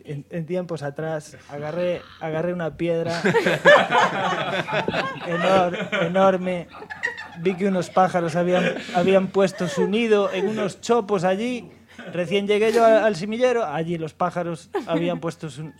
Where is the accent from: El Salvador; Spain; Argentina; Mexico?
Spain; Galicia; Claro, como buen gallego, todavía estoy esperando a que llueva.